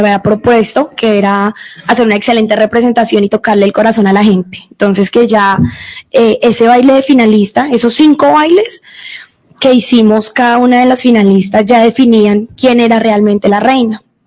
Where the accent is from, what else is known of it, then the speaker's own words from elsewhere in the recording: Soacha, Cundinamarca, Colombia; also born or lived in Bogotá; No, yo nací en Bogotá, ajá, pero he vivido toda mi vida aquí en Soacha.